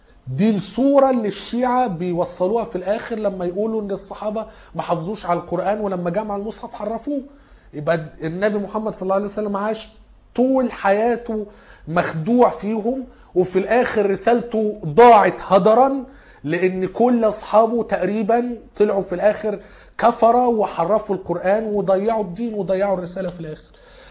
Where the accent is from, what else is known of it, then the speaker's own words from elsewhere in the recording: Egypt; احنا كمصريين دخلنا الدين عن طريق عمرو بن العاص اللي كان فتح مصر على أيام عمر بن الخطاب.